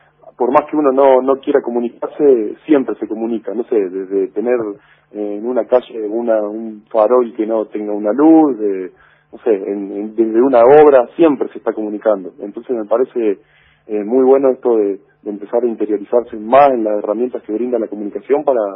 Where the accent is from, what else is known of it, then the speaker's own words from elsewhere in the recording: Colonia Barón, La Pampa, Argentina; Por ahí a uno le preguntan de dónde sos y uno dice de Colonia Barón.